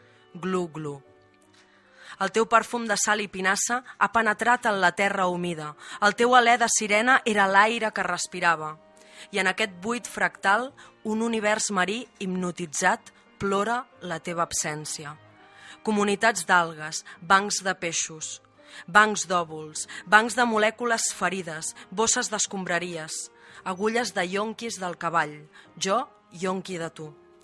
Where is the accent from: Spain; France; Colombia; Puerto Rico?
Spain; Palamós, Catalonia; now in Sant Vicenç dels Horts, Spain; yo vivo en San Vicenç dels Horts, pero no hemos dicho que soy de Palamós.